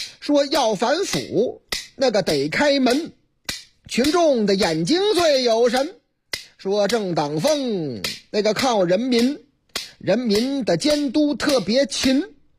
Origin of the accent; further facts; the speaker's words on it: Henan, China; 甭管是什么吧，啊，河南的这个我老家的小吃嘛。